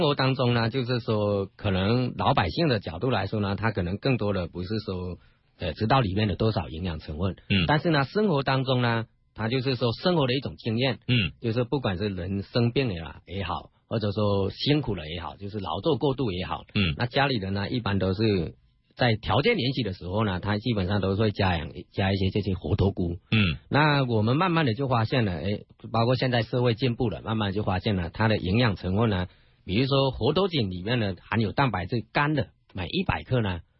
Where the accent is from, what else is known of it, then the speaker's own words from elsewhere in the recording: Fujian, China; 就是我们福建人吃饭呢，往往都要配汤的。